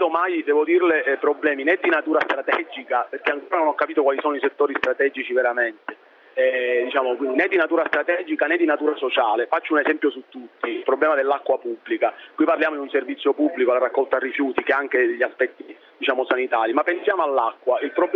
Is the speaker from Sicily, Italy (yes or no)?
yes; Sicily, Italy; da siciliano di esempi ne avrei moltissimi, purtroppo.